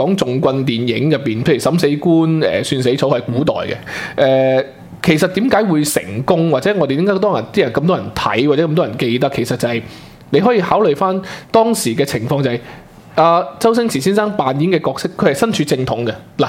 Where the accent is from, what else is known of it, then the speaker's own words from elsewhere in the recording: Guangdong, China; 咁其實同我哋廣東人咧係好類似嘅，因為我哋廣東就正正所謂叫做山高皇帝遠